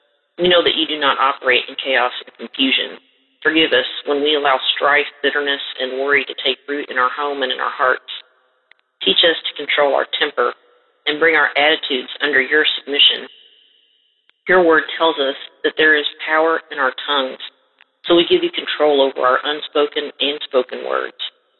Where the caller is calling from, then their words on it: Kentucky, United States; from Kentucky